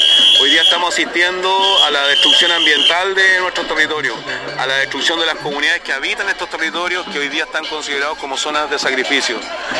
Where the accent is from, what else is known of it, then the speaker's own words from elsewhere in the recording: Valparaíso, Chile; nosotros venimos de la provincia de Petorca, estamos a pocos kilómetros de la bahía de Quintero, a pocos kilómetros de Ventana